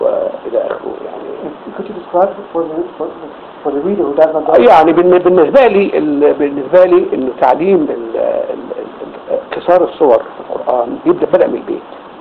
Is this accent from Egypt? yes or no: yes; Qahafa, Gharbia, Egypt; الكتاب مقره في قريتنا بيت الشيخ وكان في قرية أحافة اعتقد كتابين اساسيين فقط